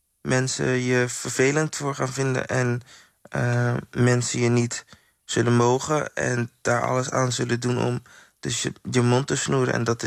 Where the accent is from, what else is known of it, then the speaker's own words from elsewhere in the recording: Suriname; hier kom ik vandaan. Ik ben gemaakt uit krijgers en overwinnaars en niet uit slachtoffers. En zo ga ik ook nu kijken naar mezelf en mijn Surinaamse zwarte broers